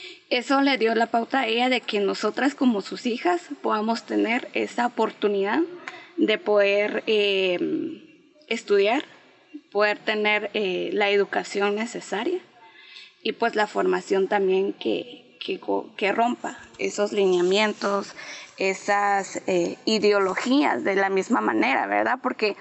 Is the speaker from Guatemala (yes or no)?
yes; Patzún, Chimaltenango, Guatemala; vengo de un municipio llamado Patzún Chimaltenango, Patzún, en Guatemala. Pues la familia donde vengo es una familia pues campesina más que todo